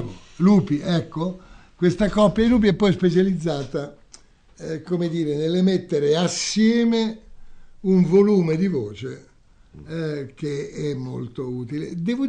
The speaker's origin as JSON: {"language": "Italian", "town": "Naples", "region": "Campania", "country": "Italy", "said": "io sono napoletano pure io, insomma, diciamo di storia, di tradizione, di antropologia, eccetera."}